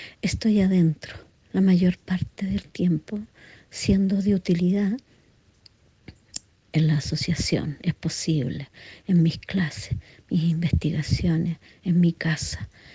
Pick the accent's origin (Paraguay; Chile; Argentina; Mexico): Chile; also born or lived in Santiago / Europe / New Zealand; soy investigadora de danza y arte, soy chilena